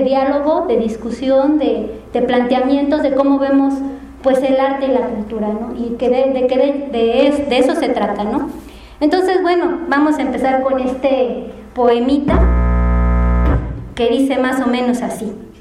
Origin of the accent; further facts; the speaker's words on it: Mexico; que no lo podamos parar como mexicanos